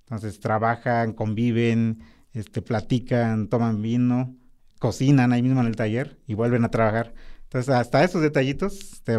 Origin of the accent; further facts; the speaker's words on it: Oaxaca, Mexico; porque pues yo soy de Oaxaca, ¿no?